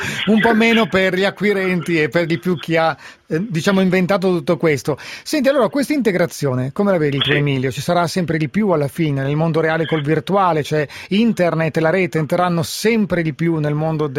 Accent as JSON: {"language": "Italian", "region": "Lombardy", "country": "Italy", "said": "visto che è un errore nel quale da lombardo casco spesso"}